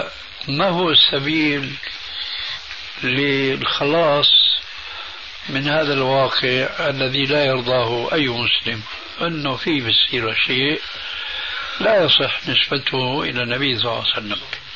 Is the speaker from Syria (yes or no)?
yes; Syria; عندنا بسوريا من زمان